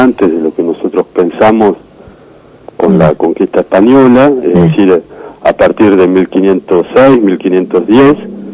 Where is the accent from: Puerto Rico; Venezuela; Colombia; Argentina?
Argentina; nosotros como argentinos podamos derribar las barreras fronterizas